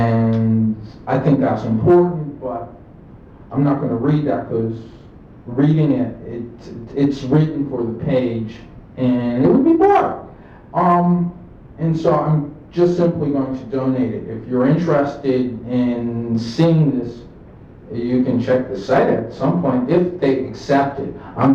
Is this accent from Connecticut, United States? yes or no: yes; New Haven, Connecticut, United States; Okay. My background. I grew up in New Haven, Connecticut.